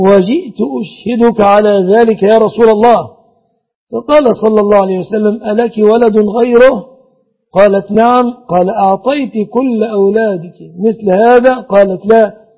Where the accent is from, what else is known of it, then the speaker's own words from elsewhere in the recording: Egypt; بلادنا مصر